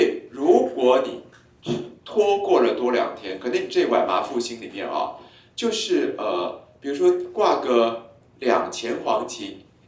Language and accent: Chinese; Taiwan; 我们台湾人几乎全员少阴